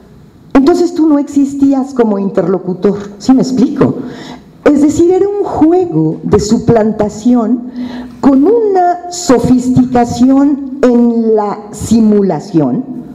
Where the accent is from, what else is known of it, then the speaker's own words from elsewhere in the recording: Mexico City, Mexico; cualquier mexicano, nahua, maya o chilango, como yo